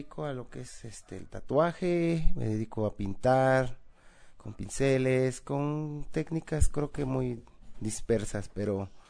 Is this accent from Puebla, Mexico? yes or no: no; Veracruz, Mexico; soy del estado de Veracruz, aquí de visita en el Ocupaché